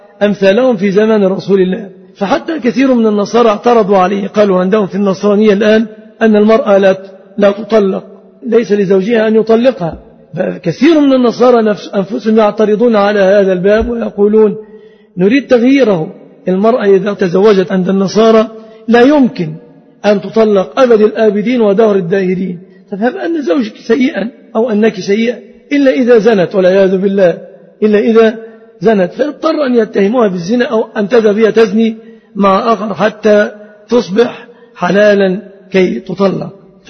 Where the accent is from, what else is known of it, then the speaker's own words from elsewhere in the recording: Egypt; فنسأل الله أن يحفظ بلادنا مصر